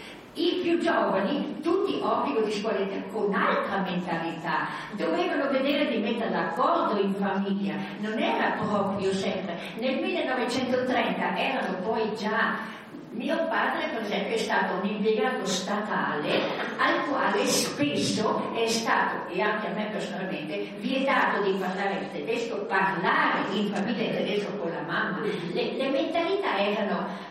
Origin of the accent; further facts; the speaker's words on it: Trentino-Alto Adige, Italy; Io sono nata e vissuta in Alto Adige, sono un po' anziana. Il fatto è che sono nata e vissuta in Alto Adige anche tutti i miei generazioni passata.